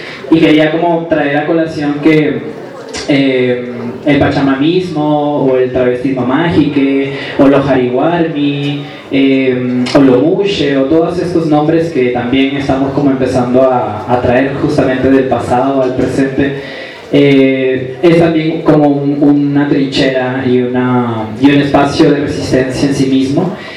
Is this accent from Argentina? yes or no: no; Peru; now in Bogotá, Colombia; soy travesti del Perú, y migrante aquí en Bogotá, en Colombia.